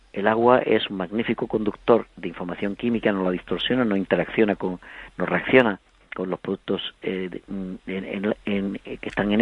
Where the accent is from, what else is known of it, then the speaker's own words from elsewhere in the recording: Huelva, Andalusia, Spain; also born or lived in Alcalá de Guadaíra; yo no nací en Huelva, yo nací en Alcalá de Guadaira. Lo que pasa es que mi familia, pues por razones de después de la guerra, lo que sea, pues los destinaron a Huelva, y crecí en Huelva, y yo me siento de Alcalá y de Huelva